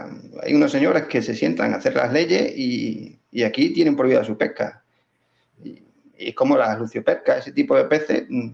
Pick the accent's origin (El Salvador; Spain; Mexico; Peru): Spain; Extremadura; de embalses grandes que tenemos aquí en Extremadura, para echarlas aquí a la charca de mi pueblo o al embalse de mi pueblo.